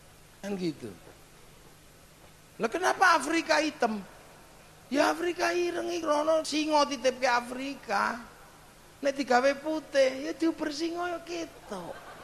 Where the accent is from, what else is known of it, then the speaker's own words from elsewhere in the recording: Indonesia; kita orang Indo.